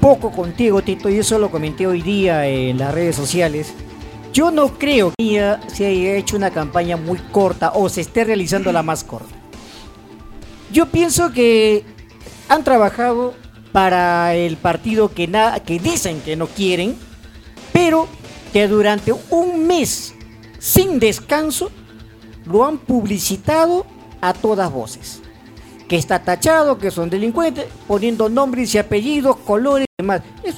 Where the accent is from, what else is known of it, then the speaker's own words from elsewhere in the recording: Ventanilla, Callao, Peru; hasta los perros nos conocen porque somos de Ventanilla, caminamos el distrito